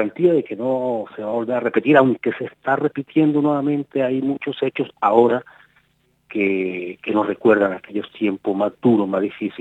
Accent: Colombia; No es, como colombiano, el primer proceso al que le hago seguimiento. En otro, estando allí en Colombia

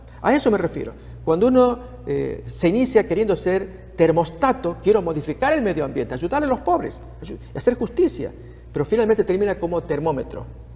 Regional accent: Argentina; en Argentina, en mi país

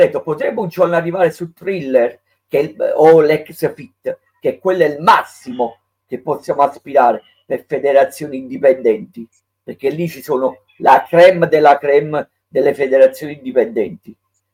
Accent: Naples, Campania, Italy; da buon napoletano

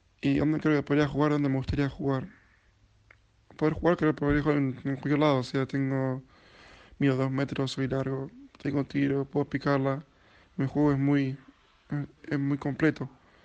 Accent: La Plata, Buenos Aires Province, Argentina; born there; tengo 22 años, nací en La Plata, Argentina.

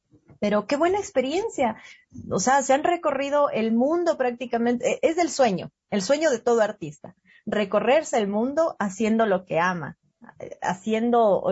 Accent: Ecuador; qué mejor que hayan tenido la oportunidad de salir del Ecuador a mostrar esta hermosa cultura que tenemos nosotros

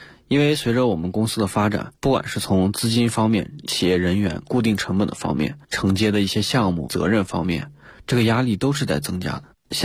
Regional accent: Hanzhong, Shaanxi, China; 对，那是我的老家。

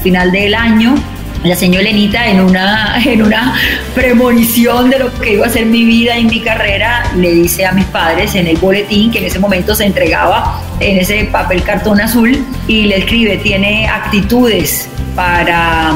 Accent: Soledad, Atlántico, Colombia; also born or lived in Barranquilla; nací en Soledad, en el municipio de Soledad, y luego me voy a vivir a Barranquilla para hacer los estudios universitarios. Es decir, la mitad de la vida que estuve en la costa caribe colombiana la hice en Soledad y en Barranquilla.

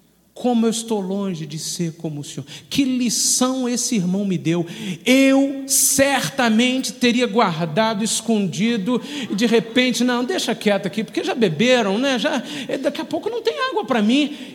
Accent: Minas Gerais, Brazil; Como um bom mineiro, eu estava sentado numa das reuniões

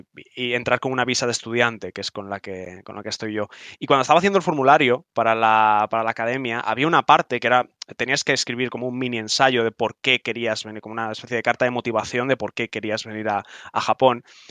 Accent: Salamanca, Castile and León, Spain; moved away as an adult; now in Japan; yo por aquel entonces ya estaba en Madrid, pues yo soy de Salamanca y yo he vivido toda mi vida en Salamanca, y yo por aquel entonces ya estaba en Madrid preparándome para irme. Me fui en marzo

